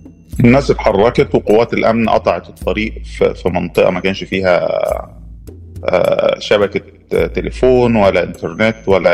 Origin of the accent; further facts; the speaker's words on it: Egypt; احنا ناس نوبي، احنا النوبيين يعني بنحتفي بالتراث والثقافة بتاعتنا